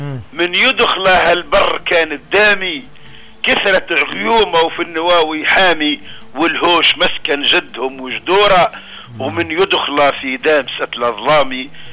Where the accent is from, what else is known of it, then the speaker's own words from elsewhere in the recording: Kebili Governorate, Tunisia; نفزاوة الحبيبة وأهلها طيبين، اللي على خلاف ربما طقسها صعب.